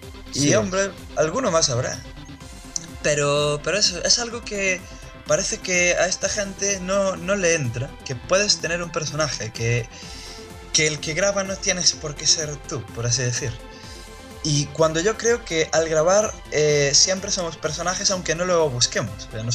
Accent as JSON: {"language": "Spanish", "country": "Spain", "tie": "born there", "said": "me da igual ser de España que ser de cualquier otro sitio. Entonces, me da igual que hables mal de mi tierra, porque mi tierra es mi tierra solo porque nací ahí."}